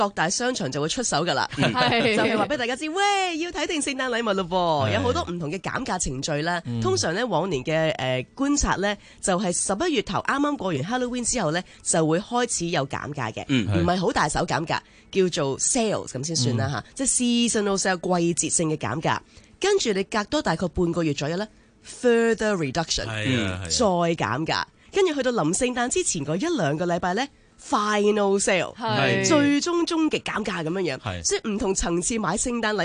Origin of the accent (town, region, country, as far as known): Hong Kong